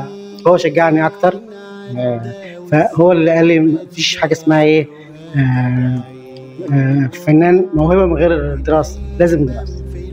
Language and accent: Arabic; Nubia, Egypt; عندنا في النوبة كل طقوس الحياة تقريبا مصحوبة بالغناء